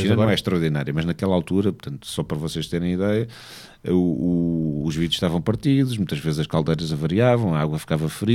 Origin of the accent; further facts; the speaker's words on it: Angola; born there; also born or lived in Portugal; por acaso não nasci em Portugal, nasci em Angola, mas ter vivido em Portugal